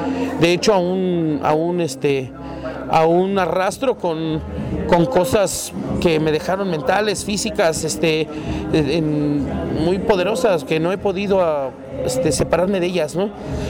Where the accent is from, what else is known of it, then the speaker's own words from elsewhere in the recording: Zumpango, State of Mexico, Mexico; viene la canción de Zumpango, cuando encontré mi pueblo igual, cuando logré estar un mes sin salir de mi pueblo, encontré que hay una laguna hermosa